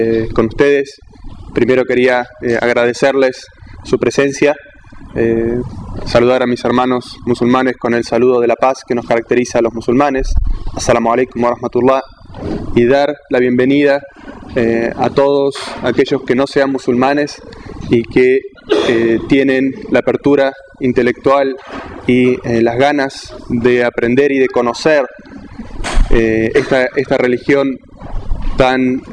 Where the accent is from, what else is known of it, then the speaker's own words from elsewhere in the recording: Argentina; soy argentino, nací en Argentina y soy musulmán desde hace 17 años, alhamdulillah, y que provengo de una familia católica, tibia, que no era muy practicante